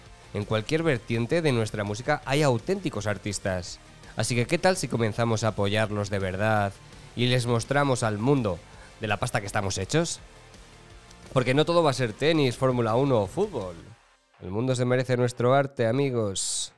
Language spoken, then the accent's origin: Spanish; Spain; Y como español, voy a opinar acerca de nuestras actuaciones